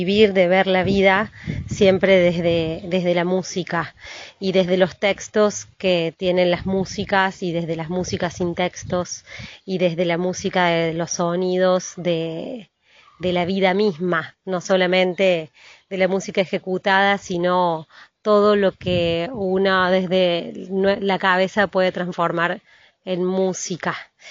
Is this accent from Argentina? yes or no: yes; Córdoba, Argentina; de …. Soy de Córdoba capital, como se notará en mi tonada.